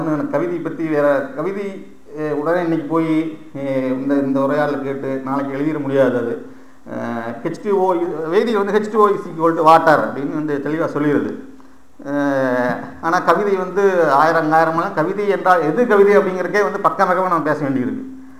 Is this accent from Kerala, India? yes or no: no; Coimbatore, Tamil Nadu, India; நான் கோயம்புத்தூர் தான் இருவோம்